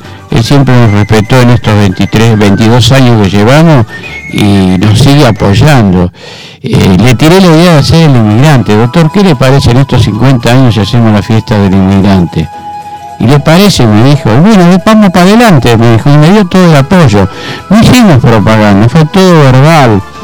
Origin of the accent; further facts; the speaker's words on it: Berazategui, Buenos Aires Province, Argentina; yo nací en Argentina, amo mi Argentina, amo mi Berazategui, que me dio mucho, me dio una familia grande, una integración.